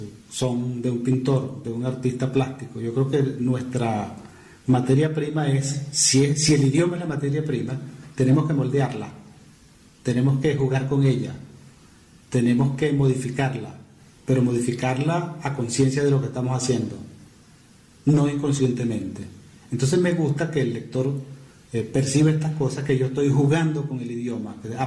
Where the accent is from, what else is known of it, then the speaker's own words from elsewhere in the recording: Los Puertos de Altagracia, Zulia, Venezuela; also born or lived in Maracaibo; Yo nací en Maracaibo, pero no viví en Maracaibo, viví en los puertos de Altagracia.